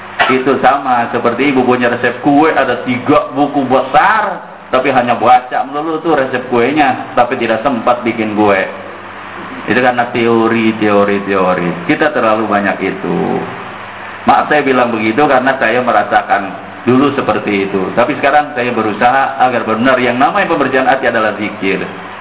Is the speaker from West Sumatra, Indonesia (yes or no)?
no; Jakarta, Indonesia; Dan saya orang Betawi bilangnya begitu.